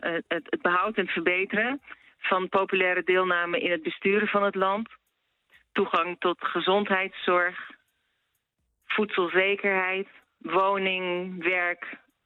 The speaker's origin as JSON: {"language": "Dutch", "country": "Netherlands", "said": "Nee, en sowieso, ik mag het niet eens, want ik ben Nederlander. Als Nederlander mag je officieel niet met politieke situatie inlaten."}